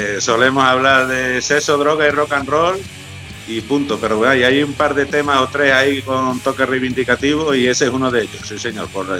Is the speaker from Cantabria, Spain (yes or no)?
no; Ponferrada, Castile and León, Spain; nosotros somos de Ponferrada, una ciudad que es pequeña